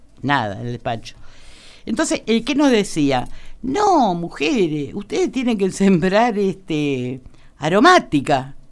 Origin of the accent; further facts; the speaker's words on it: Pellegrini, Buenos Aires Province, Argentina; Y era salir a la radio de mi pueblo, que era de Pellegrino